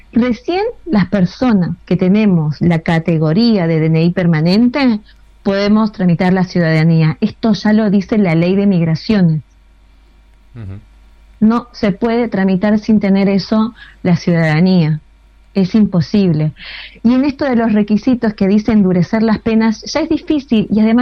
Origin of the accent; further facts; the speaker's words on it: Bolivia; mi carnet de boliviana y quiero entrar a la Argentina